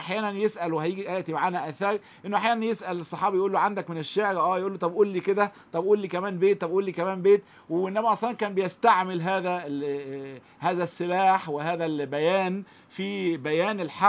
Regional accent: Egypt; اللي هو المثل اللي عندنا في مصر

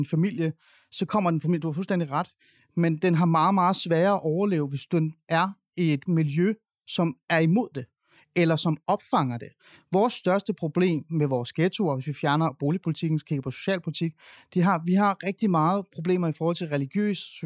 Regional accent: Capital Region of Denmark, Denmark; jeg bor ikke i København. Jeg bor i Jylland. Jeg er vokset op i Nordsjælland. Jeg er vokset op i det borgerlige Danmark. Det er meget, meget, meget blå Danmark.

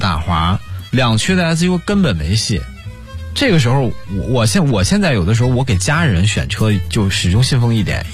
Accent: Northeast, China; 我们老家东北的

